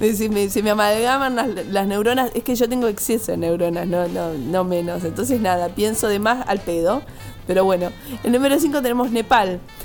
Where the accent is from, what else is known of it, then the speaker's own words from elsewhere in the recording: Argentina; Desde que somos Argentina es así.